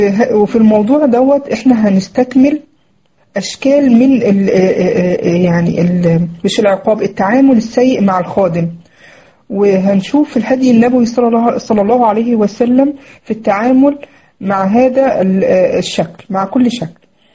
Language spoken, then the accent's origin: Arabic; Egypt; وتقولي يعني في لفظنا عندنا في مصر يقولك ايه